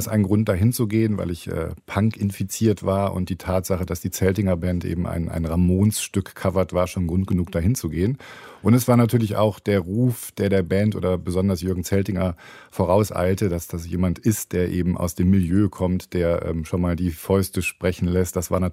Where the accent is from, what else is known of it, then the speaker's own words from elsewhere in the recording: Hamburg, Germany; also born or lived in Hannover; now in Cologne, Germany; Und ich bin auch kein Kölner, ich bin ja Immi, wie man hier sagt, in Hannover geboren, aus Hamburg dann irgendwann über Aachen nach Köln gekommen.